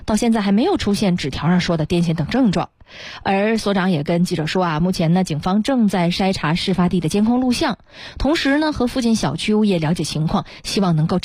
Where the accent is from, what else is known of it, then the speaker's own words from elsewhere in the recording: Beijing, China; 那就在我家乡山下